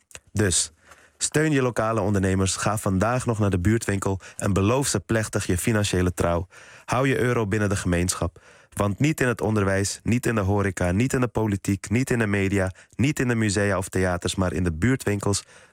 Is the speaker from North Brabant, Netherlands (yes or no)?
no; Amsterdam, North Holland, Netherlands; Ik kom uit Amsterdam-Noord en omdat Amsterdam-Noord de wereld in het klein is